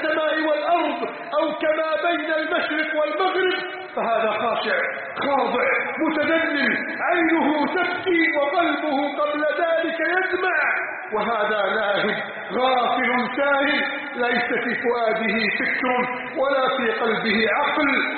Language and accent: Arabic; Egypt; اللهم احفظ بلدنا مصر من كيد عند الكائدين وحقد الحاقدين وتربص الظالمين